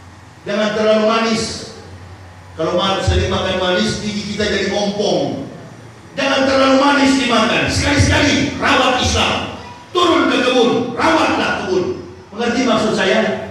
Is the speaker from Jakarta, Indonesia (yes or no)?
yes; Jakarta, Indonesia; saya ini orang luar, orang dari jauh, dari Jakarta ke sini, suku saya Manado, ya. Saya masuk Islam bersama istri dan 3 orang anak.